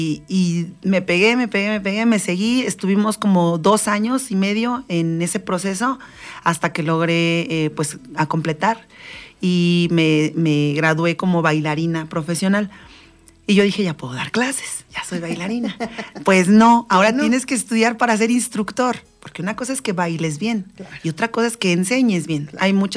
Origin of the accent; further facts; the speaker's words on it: Valle de Chalco, State of Mexico, Mexico; also born or lived in Iztapalapa; Yo soy yo nací en Iztapalapa, yo soy chilanga, pero mis papás nos trajeron a vivir a Valle de Chalco, muy chiquitos.